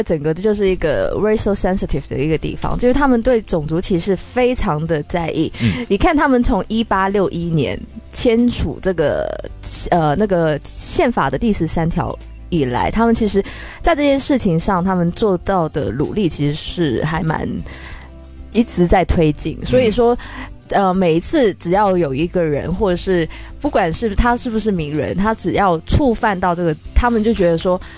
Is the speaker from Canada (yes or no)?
yes; Canada; 因为像我是从这个加拿大长大的